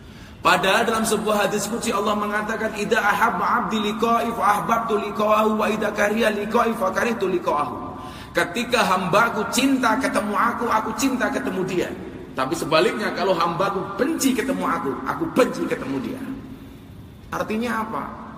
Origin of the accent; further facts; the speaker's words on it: Ponorogo, East Java, Indonesia; also born or lived in Lampung; Kebetulan saya aslinya Ponorogo tapi lahir di Lampung. … putra Jawa kelahiran Sumatera.